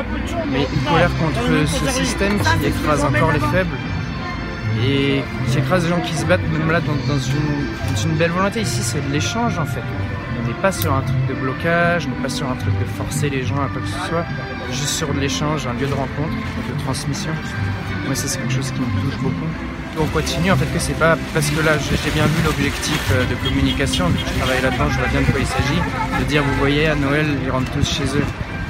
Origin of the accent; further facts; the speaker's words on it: Paris, Île-de-France, France; j'ai quitté Paris, je suis parisien.